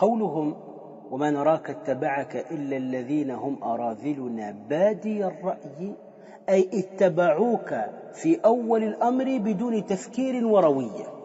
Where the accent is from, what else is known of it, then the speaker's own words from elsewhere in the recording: Tunisia; أنا أعرف رجلا صوفيا عندنا في تونس